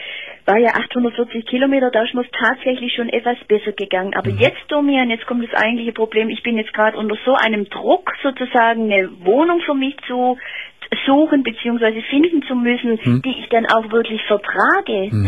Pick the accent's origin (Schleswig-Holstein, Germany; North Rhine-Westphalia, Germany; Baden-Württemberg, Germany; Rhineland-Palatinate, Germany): Baden-Württemberg, Germany; Heidenheim; Also ich komme ehrlich gesagt eigentlich aus Heidenheim.